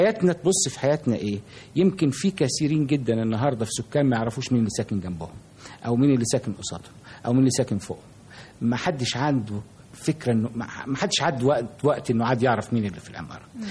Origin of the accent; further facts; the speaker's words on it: Damietta, Damietta Governorate, Egypt; لان انا كنت تربيت طفولتي في دمياط، ودمياط كان لها تقاليد مختلفة كثيرا عن القاهرة.